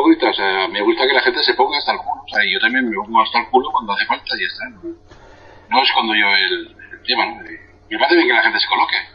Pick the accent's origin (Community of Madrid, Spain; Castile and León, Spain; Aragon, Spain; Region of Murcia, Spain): Aragon, Spain; Zaragoza; moved away as an adult; also born or lived in Barcelona; Yo, en mi caso, me fui de Zaragoza a Barcelona y había como cierta esperanza del cambio